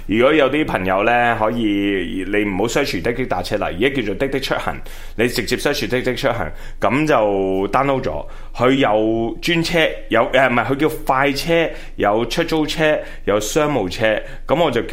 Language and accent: Cantonese; Hong Kong; 一入到去我就可能作为香港人，虽然喺大陆去太多年，但系啲普通话始终唔正嘅。